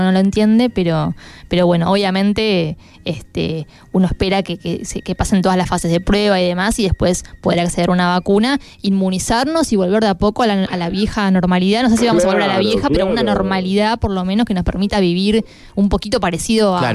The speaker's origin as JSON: {"language": "Spanish", "region": "Buenos Aires", "country": "Argentina", "tie": "born there", "said": "Acá también, soy porteña."}